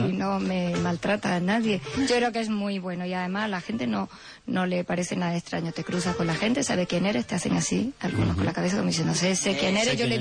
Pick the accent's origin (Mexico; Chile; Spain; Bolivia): Spain; Andalusia; salieron muchos en el carnaval, en mi tierra, en Andalucía.